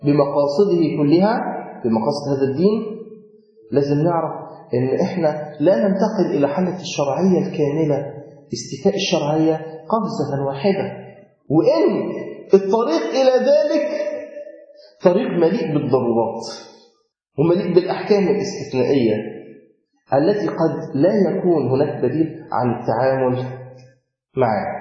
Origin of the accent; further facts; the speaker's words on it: Egypt; طبعا في عندنا في مصر الناس بتقول كده برضو